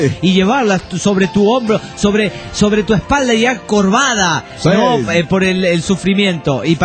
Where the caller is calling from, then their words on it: Acámbaro, Guanajuato, Mexico; de México dice, acá, Acambaro, para ser exacto.